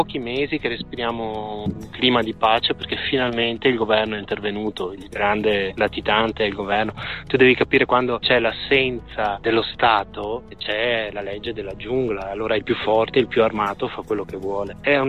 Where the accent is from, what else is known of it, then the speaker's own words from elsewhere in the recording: Veneto, Italy; E io da italiano, da veneto, ho cominciato a fare i conti